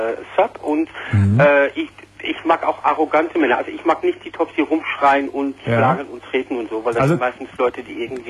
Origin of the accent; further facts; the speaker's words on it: Netherlands; Nein, ich bin Niederländer.